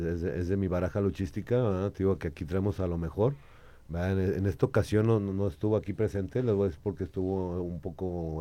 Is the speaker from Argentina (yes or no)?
no; Jalisco, Mexico; que son mis paisanos, que somos de Jalisco, ¿va?